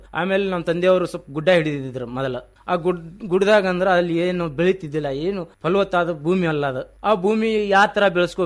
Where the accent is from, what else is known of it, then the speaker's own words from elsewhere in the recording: Honniyala, Karnataka, India; Sir, ನಮ್ಮೂರು ಹೊನ್ನಿಯಾಳ.